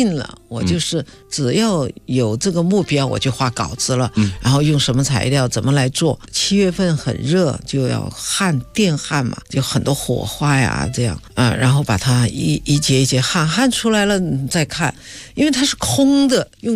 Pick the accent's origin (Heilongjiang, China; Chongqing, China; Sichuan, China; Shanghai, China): Chongqing, China; 比如说那个我们重庆人叫狗牙巴